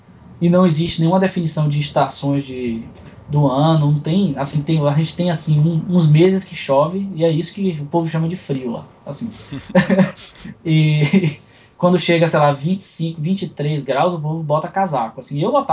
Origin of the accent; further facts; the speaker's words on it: Salvador, Bahia, Brazil; porque eu sou de Salvador, que é, eu posso dizer que eu acho que é o lugar mais africano fora da África do mundo.